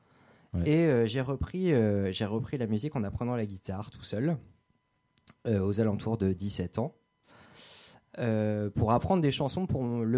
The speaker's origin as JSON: {"language": "French", "town": "Fécamp", "region": "Normandy", "country": "France", "said": "je suis de Fécamp"}